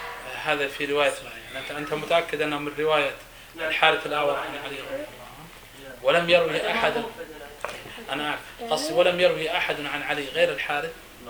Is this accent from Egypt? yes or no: no; Saudi Arabia; إحنا مثلا عندنا في السعودية مثلا فلل، يعني الشقق عندنا قليل